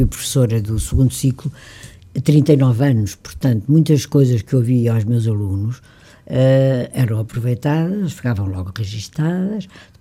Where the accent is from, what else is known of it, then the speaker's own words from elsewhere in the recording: Lisbon, Portugal; Eu digo que eu adoro a minha cidade, não é por ser o grande centro, nem a capital, é a minha terra, é onde eu nasci.